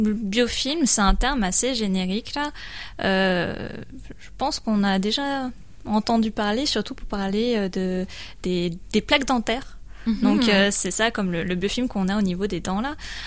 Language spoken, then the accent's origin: French; Montpellier, Occitanie, France; je suis de Montpellier, je suis allée à Bordeaux où j'ai fait un master